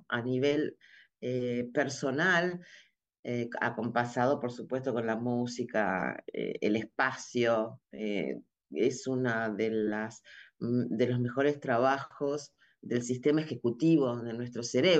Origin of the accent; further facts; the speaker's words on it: Argentina; Si bien digamos, soy argentina y dentro de la danza es mi cultura